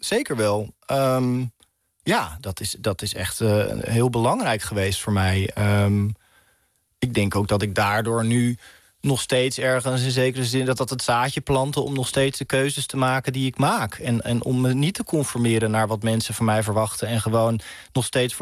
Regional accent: Rotterdam, South Holland, Netherlands; En ik kom uit Rotterdam, dus ik kom op mijn fiets.

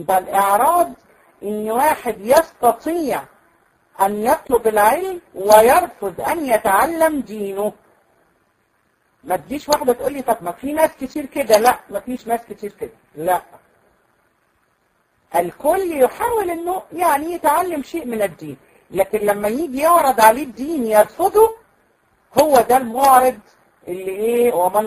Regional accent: Egypt; لان احنا عندنا في مصر مثلا اسماء كتيره جدا

